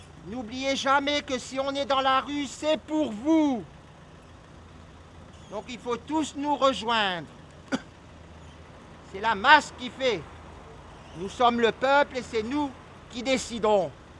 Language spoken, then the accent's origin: French; Dunkirk, Hauts-de-France, France; J'ai pris le bus, je viens de Dunkerque, donc le bus, je le prenais, il était gratuit comme ici maintenant.